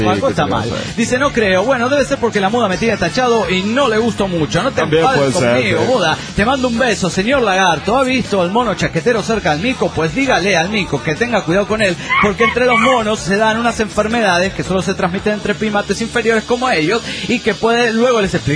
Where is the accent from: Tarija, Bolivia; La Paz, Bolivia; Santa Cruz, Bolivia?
Tarija, Bolivia; Hola, soy … de Tarija, Bolivia.